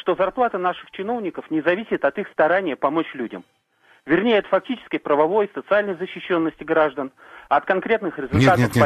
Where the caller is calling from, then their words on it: Cheboksary, Chuvashia, Russia; Я из Чебоксар звоню вам.